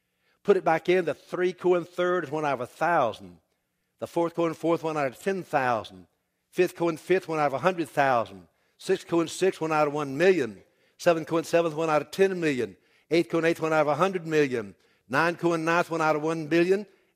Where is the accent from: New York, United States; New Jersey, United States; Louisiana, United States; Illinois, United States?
Louisiana, United States; Even as a Cajun, I got my system worked out.